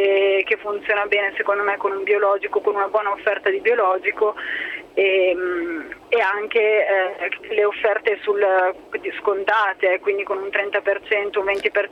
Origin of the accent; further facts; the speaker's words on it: Pavia, Lombardy, Italy; e anche io sono di Pavia, per cui viaggio tra Milano e Pavia